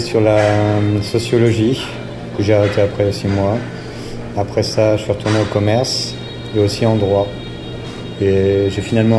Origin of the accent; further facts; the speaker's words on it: Poitiers, Nouvelle-Aquitaine, France; moved away as an adult; now in Auroville, India; je suis originaire de France, mais j'habite en Inde dans une ville qui s'appelle Auroville, où je suis depuis 3 ans à peu près.